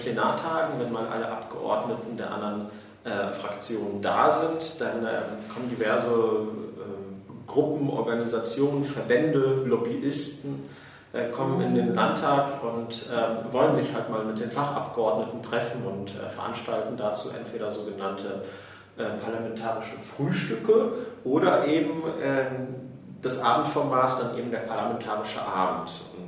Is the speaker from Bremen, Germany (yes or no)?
no; Neuss, North Rhine-Westphalia, Germany; Ich bin auch einer der 20 Piraten im Landtag. Ich komme eigentlich aus Neuss